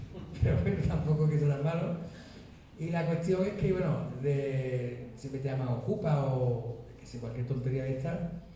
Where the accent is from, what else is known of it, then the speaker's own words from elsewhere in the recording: Seville, Andalusia, Spain; pero yo como sevillano decía que ahora, si somos europeos, ¿con quién me comunico?